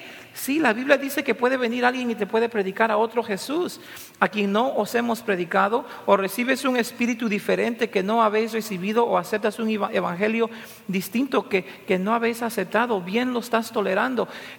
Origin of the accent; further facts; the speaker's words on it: Peru; cosa que como peruano no me gustó mucho